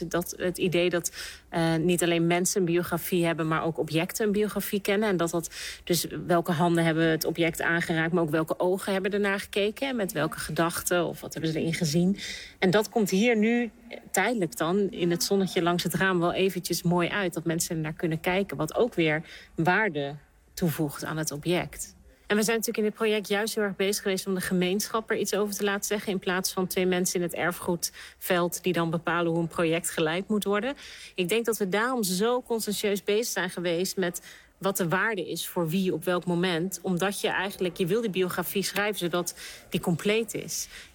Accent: Netherlands; en ik me schaam als Nederlander dat dit gebeurt in mijn land.

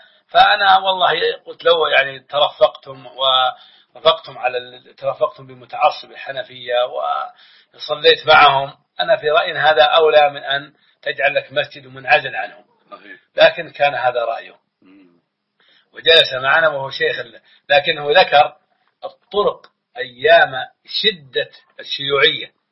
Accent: Saudi Arabia; ونحن أخوانكم من مكة والمدينة

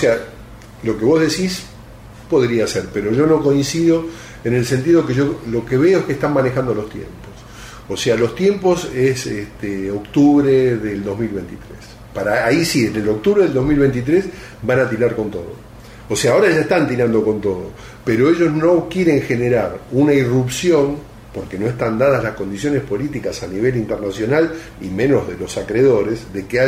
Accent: Argentina; que ya tienen la semilla de que somos argentinos

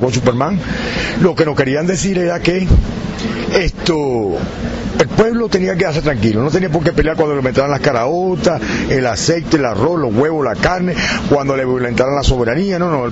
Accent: Venezuela; aquí en Venezuela y que nos urge a nosotros como venezolanos

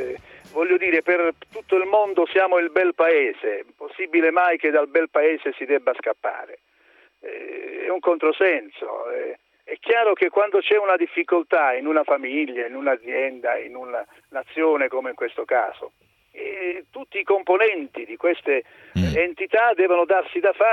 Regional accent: Acquaviva delle Fonti, Apulia, Italy; diciamo che esattamente sono di Acquaviva delle Fonti.

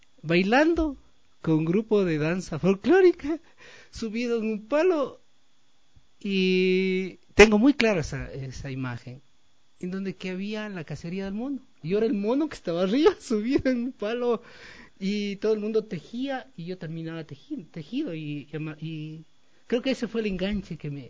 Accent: Latacunga, Cotopaxi, Ecuador; now in Quito, Ecuador; yo soy, primero soy de La Tacunga y estoy aquí como ya como 38 años viviendo en Quito.

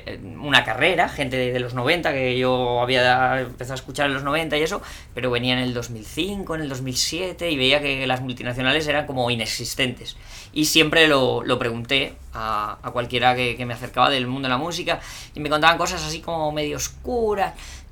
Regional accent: Spain; now in Chile; Ay, que soy español, que no soy chileno. Cuando yo empecé a venir aquí en el año 97.

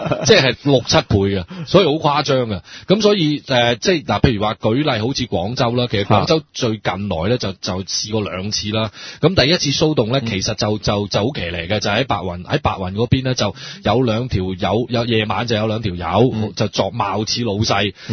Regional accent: Hong Kong; 或者我哋香港人以前叫白牌啦

